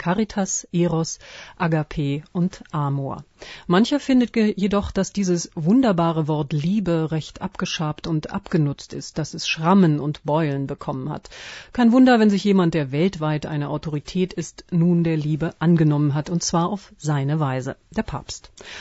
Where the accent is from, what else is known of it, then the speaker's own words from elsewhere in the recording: Berlin, Germany; wie man so schön als Berliner sagt